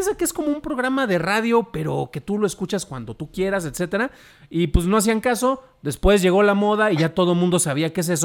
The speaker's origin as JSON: {"language": "Spanish", "region": "Jalisco", "country": "Mexico", "tie": "born there", "said": "Saludos a la banda que nos está escuchando, viendo allá en mi estado natal."}